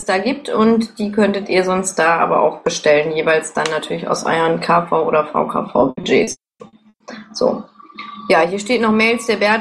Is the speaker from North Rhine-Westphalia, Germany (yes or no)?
yes; Dortmund, North Rhine-Westphalia, Germany; Ja, ich komme aus Dortmund